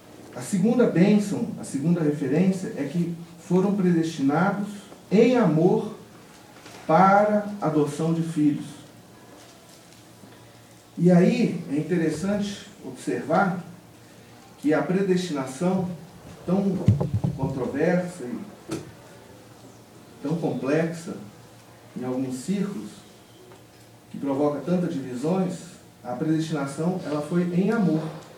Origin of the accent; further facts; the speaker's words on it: Minas Gerais, Brazil; a gente pode aqui, como bons mineiros, comer a sopa pela beirada